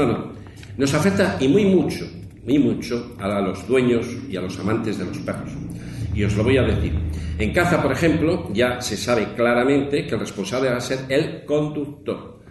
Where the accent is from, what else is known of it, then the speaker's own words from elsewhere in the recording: Castile and León, Spain; nosotros allí lo tenemos con los lobos y sobre todo en mi tierra leonesa, ahí arriba